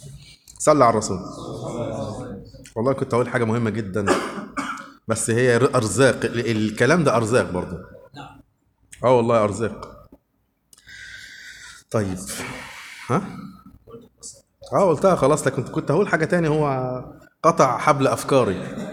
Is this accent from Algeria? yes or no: no; Upper Egypt, Egypt; now in Suez, Egypt; يا جماعة أنا صعيدي على فكرة للأسف صعيدي